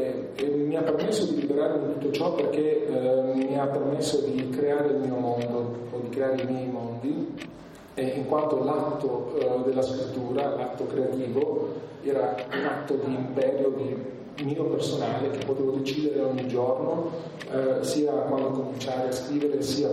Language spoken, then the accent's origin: Italian; Bari, Apulia, Italy; perché non sono altoatesino, come probabilmente si capisce anche un po' dall'accento, sono di origini pugliesi, sono di Bari